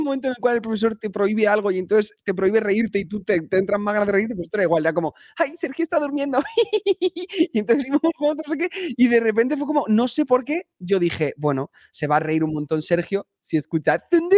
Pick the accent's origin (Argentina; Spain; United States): United States; born there; Yo como nací en Estados Unidos, yo mantengo la doble nacionalidad.